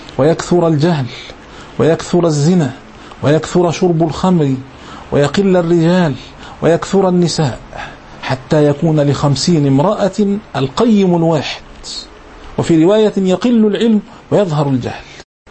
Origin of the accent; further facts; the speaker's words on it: Egypt; أذكر أيام الثورة المشؤومة عندنا في مصر هنا